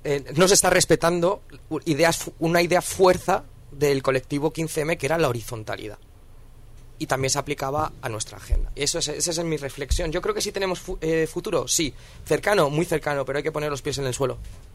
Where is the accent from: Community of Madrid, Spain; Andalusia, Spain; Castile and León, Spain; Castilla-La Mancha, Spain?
Community of Madrid, Spain; Madrid; yo es que vengo de Vallecas y en Vallecas no he escuchado a nadie hablar en inglés nunca.